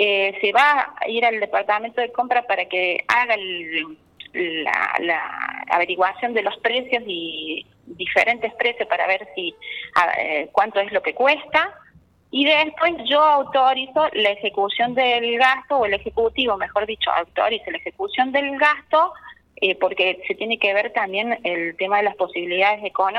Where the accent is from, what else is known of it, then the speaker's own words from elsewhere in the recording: Saldán, Córdoba, Argentina; No, yo soy de Saldán